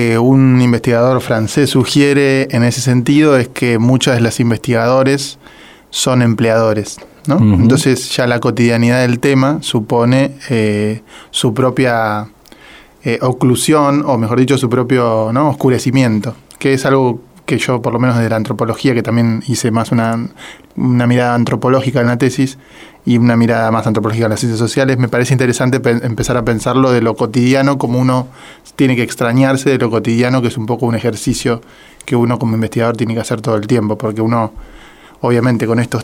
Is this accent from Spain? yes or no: no; Corrientes, Argentina; pues yo soy de Corrientes, de Ajá. la provincia.